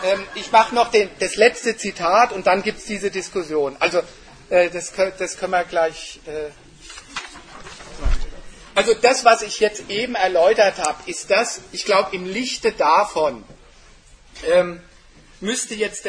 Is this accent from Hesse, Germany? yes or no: yes; Frankfurt, Hesse, Germany; Also die ganzen Hochhäuser in Frankfurt, wo ich herkomme, hat ja keiner von uns gekauft.